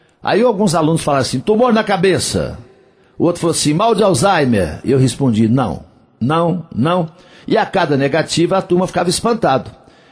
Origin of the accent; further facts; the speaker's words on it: Coromandel, Minas Gerais, Brazil; Dia 5 de julho vai ter um showzaço lá na minha terra, lá em Coromandel.